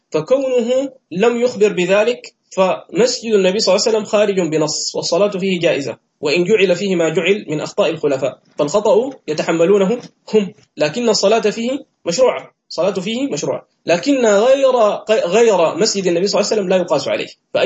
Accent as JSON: {"language": "Arabic", "country": "Sudan", "said": "عندنا في السودان وفي مصر"}